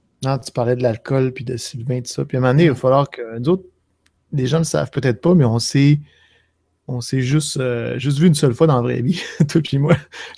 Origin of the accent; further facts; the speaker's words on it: Jonquière, Quebec, Canada; born there; Je suis né à Jonquière, c'était 75 000 personnes, je pense.